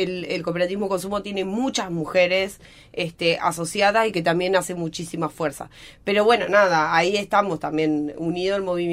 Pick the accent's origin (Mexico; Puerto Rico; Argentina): Argentina; soy argentina